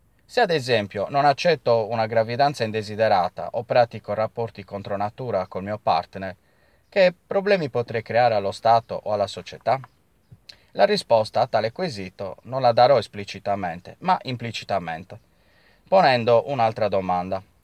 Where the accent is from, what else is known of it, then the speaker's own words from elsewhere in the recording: Cagliari, Sardinia, Italy; sono di Cagliari, come avrete intuito